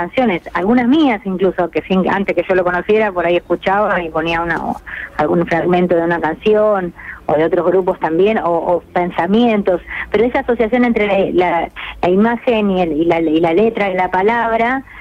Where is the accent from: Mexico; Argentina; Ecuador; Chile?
Argentina; Bariloche, Río Negro; also born or lived in Mar del Plata / Buenos Aires; En Mar del Plata, pero viví de chica en Bariloche y tuve también mi momento de tomar un tren y venir a Buenos Aires.